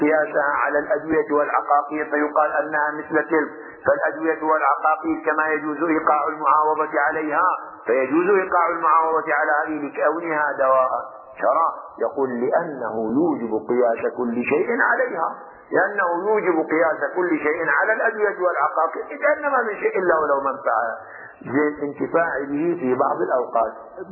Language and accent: Arabic; Qatif, Eastern Province, Saudi Arabia; عندنا في القطيف معروف الطين الخويلدي لعلاج الصداع